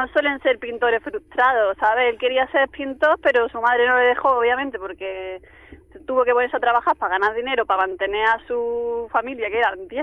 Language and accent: Spanish; La Carolina, Andalusia, Spain; vengo de un pueblo de Jaén, que se llama La Carolina.